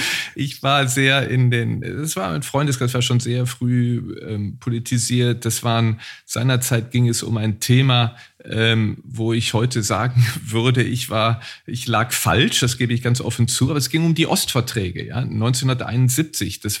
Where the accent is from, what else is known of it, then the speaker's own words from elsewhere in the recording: Neuss, North Rhine-Westphalia, Germany; viele meiner besten Freunde kommen daher und ich gehe immer sehr, sehr gerne in meine Heimatstadt Neuss zurück.